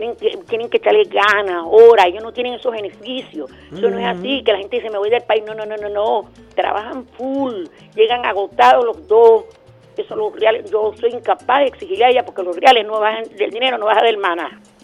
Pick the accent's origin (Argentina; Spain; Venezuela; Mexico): Venezuela; Somos venezolanos.